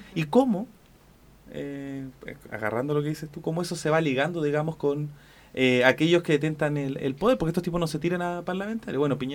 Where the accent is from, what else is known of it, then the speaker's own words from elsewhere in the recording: Chile; Y a veces como pueblo chileno nos cuesta verlo.